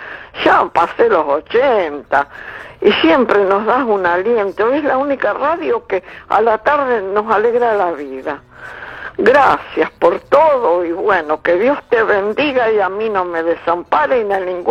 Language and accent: Spanish; Temperley, Buenos Aires Province, Argentina; de Temperley.